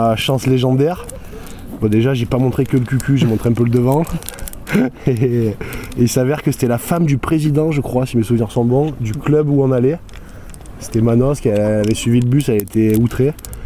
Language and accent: French; Châteaurenard, Provence-Alpes-Côte d'Azur, France; also born or lived in Avignon; commencé le rugby à 11 ans dans Château-Renard, le village où j'ai grandi, pas où je suis né parce que je suis né à Avignon